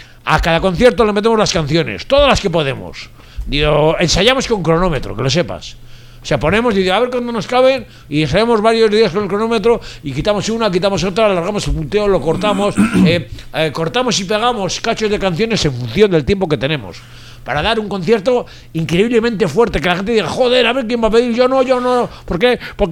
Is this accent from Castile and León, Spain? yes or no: no; Bilbao, Basque Country, Spain; como yo ya soy de Recalde y soy bilbaíno, porque la vaca no es donde nace, es donde pace. Y yo llevo ya 13 años en Bilbao